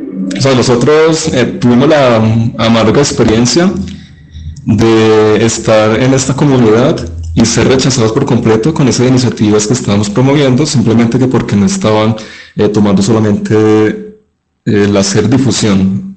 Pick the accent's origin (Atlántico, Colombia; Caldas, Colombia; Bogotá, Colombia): Caldas, Colombia; Manizales; Yo soy de Manizales, allí comenzamos con la granja experimental.